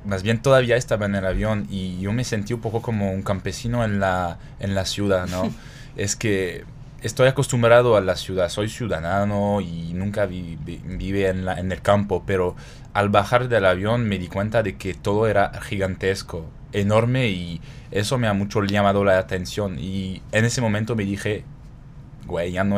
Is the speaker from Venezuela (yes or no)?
no; Toulon, Provence-Alpes-Côte d'Azur, France; Spanish is a second language; Yo vengo de una ciudad que se llama Toulon, o en francés sería Toulon, que se ubica más o menos a 80 kilómetros de Marsella, una hora en carretera normalmente.